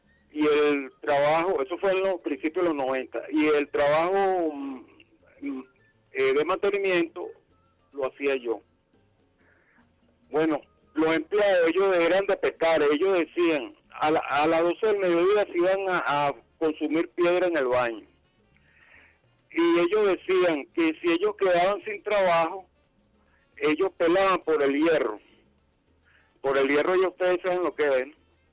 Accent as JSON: {"language": "Spanish", "country": "Venezuela", "said": "yo como venezolano"}